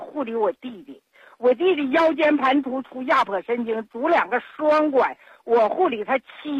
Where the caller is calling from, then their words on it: Nehe, Heilongjiang, China; 我是黑龙江省讷河市的朋友。